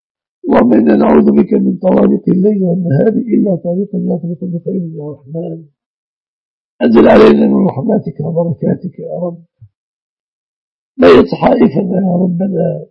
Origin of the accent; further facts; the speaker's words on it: Egypt; احفظ بلادنا مصر بلاد المسلمين آمنة مطمئنة من كل مكروه وسوء